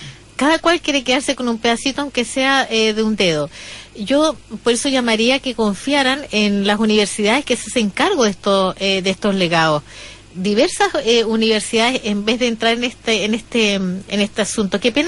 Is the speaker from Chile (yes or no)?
yes; Chile; en Chile es muy difícil encontrar un poeta malo, porque nuestra forma de hablar tiene que ver con eso.